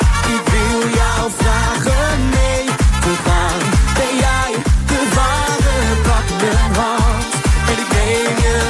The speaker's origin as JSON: {"language": "Dutch", "town": "The Hague", "region": "South Holland", "country": "Netherlands", "said": "Ik kom uit Den Haag."}